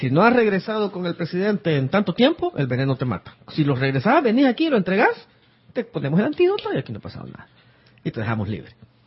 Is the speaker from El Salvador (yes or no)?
yes; Acajutla, Sonsonate, El Salvador; born or raised there